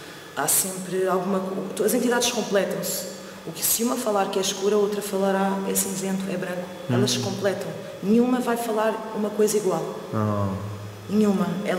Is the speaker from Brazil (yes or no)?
no; Portugal; Eu sou portuguesa